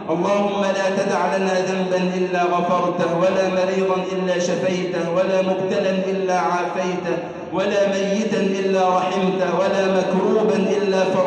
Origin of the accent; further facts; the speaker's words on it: Egypt; اللهم اجعل بلدنا مصر أمناً أماناً